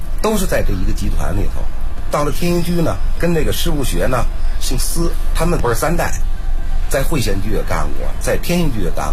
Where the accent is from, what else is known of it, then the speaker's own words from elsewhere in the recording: Beijing, China; 土生土长在北京，也没离开这前门地区